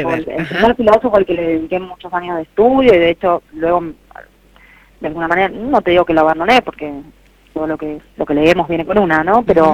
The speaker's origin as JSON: {"language": "Spanish", "town": "Quilmes", "region": "Buenos Aires Province", "country": "Argentina", "tie": "born or raised there", "moved": "as an adult", "lives_now": "Buenos Aires, Argentina", "said": "Yo estuve en Quilmes, soy de Quilmes Oeste, fui al colegio allá, mis viejos son de Quilmes, mi familia es de Quilmes, y me vine a la capital federal bastante joven, a los 20, 21, cuando me vine a estudiar"}